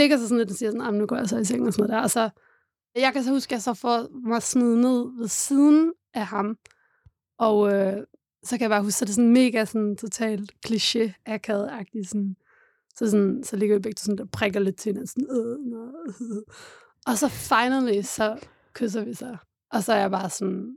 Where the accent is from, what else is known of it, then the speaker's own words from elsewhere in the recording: Odense, Region of Southern Denmark, Denmark; Jeg kommer fra Odense